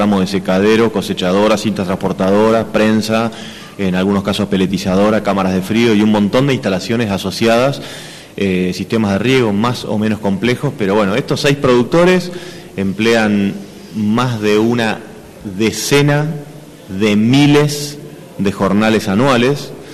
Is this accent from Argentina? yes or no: yes; Buenos Aires, Argentina; now in Lago Puelo, Argentina; vengo originalmente de Buenos Aires, pero bueno, ahora hace casi dos décadas que soy de acá. De hecho, vivo en Lago Puelo, muy cerquita de la escuela